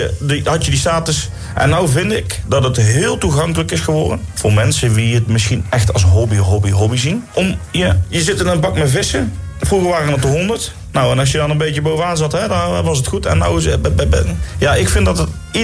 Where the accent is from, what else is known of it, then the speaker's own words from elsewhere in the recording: Breda, North Brabant, Netherlands; uit Breda.